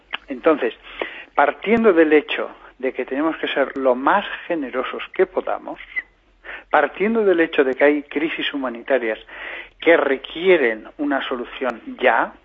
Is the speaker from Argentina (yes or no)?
no; Aragon, Spain; Yo hablo con pasión y entusiasmo como buen aragonés que soy